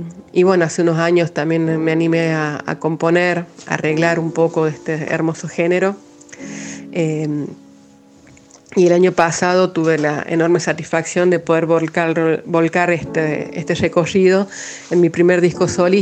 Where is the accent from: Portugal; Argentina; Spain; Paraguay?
Argentina; La Rioja; now in La Bolsa, Argentina; Soy riojana, pero desde hace 15 años vivo en el Valle de Parabachasca, en La Bolsa más precisamente.